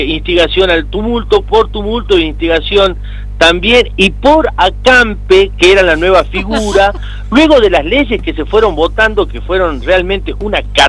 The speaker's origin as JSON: {"language": "Spanish", "region": "Jujuy", "country": "Argentina", "said": "Y para los que somos jujeños, porque estamos acostumbrados a estas cosas"}